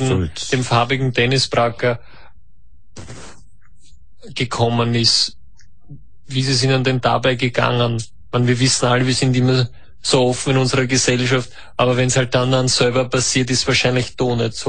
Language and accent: German; Austria; Bei uns in Österreich sagt man ja Tischler.